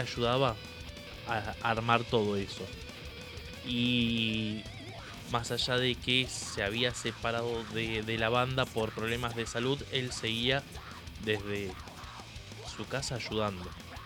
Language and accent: Spanish; Argentina; Nosotros, como argentinos, conociendo el sketch, nos cagábamos de risa